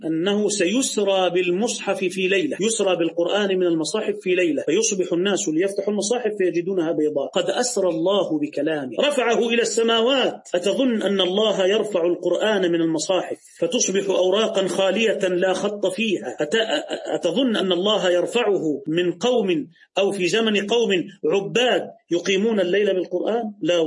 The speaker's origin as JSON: {"language": "Arabic", "country": "Egypt"}